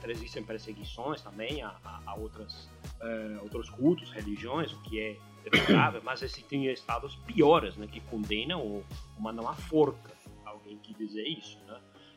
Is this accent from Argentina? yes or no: yes; Argentina; Portuguese is a second language; Hoje, como além de argentino sou velho e li bastante, é difícil me pegar na surpresa.